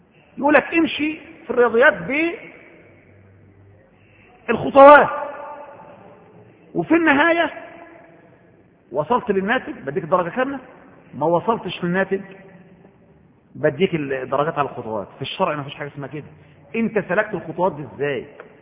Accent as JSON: {"language": "Arabic", "country": "Egypt", "said": "وده احنا كإخوة مصريين كلنا يعني، وانا واحد منكم،"}